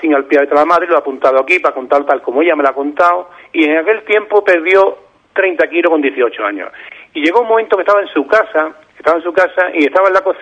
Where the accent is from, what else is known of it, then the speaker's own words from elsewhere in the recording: Ubrique, Andalusia, Spain; voy a hacer una entrevista en mi pueblo, en Ubrique